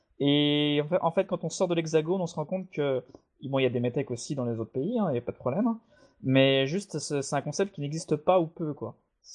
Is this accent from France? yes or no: yes; France; chez nous, en France